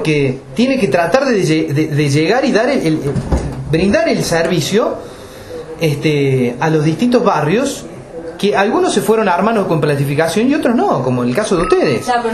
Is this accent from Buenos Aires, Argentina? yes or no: no; Capilla del Monte, Córdoba, Argentina; Yo soy nacido y criado en Capilla del Monte. Mis papás son nacidos y criados en Capilla del Monte. Mis abuelos son nacidos y criados en Capilla del Monte.